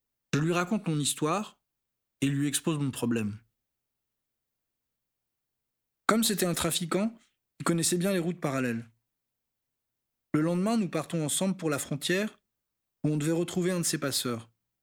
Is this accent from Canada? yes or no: no; Senegal; Il faut savoir qu'en tant que Sénégalais, j'ai le droit de circuler dans toute l'Afrique de l'Ouest, et ce sans visa.